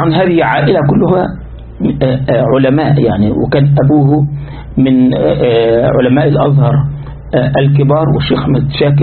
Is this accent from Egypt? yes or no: yes; Egypt; عندنا في مصر في منطقة اسمها شبرا